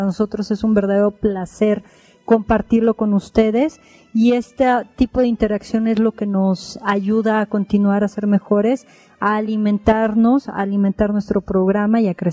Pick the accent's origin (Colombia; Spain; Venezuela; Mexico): Mexico; Soy mujer, soy mexicana